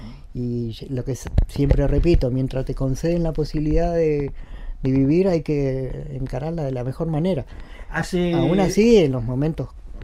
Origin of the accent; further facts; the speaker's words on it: El Bolsón, Río Negro, Argentina; born there; Yo nací acá, bueno, en Bolsón. Tuve el privilegio, digamos, ¿no?, de haber nacido acá.